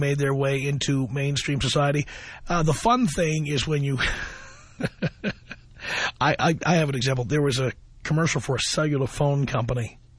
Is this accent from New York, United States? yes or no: yes; New York City, New York, United States; I grew up in the South Bronx around black folks.